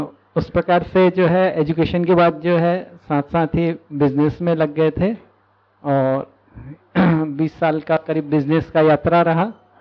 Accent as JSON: {"language": "Hindi", "region": "Chhattisgarh", "country": "India", "moved": "as an adult", "said": "यहाँ हम जो है छत्तीसगढ़ से आए, विद्या से साथ साथ ही जुड़े थे श्रीमती जी और मैं, और यहाँ पर जून 2017 में आए हैं।"}